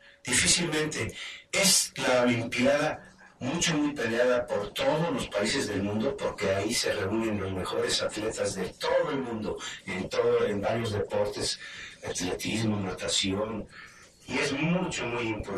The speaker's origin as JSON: {"language": "Spanish", "town": "Orizaba", "region": "Veracruz", "country": "Mexico", "said": "eso eran las curvas arriba de Maltrata, soy de Orizaba, entonces no había autopista"}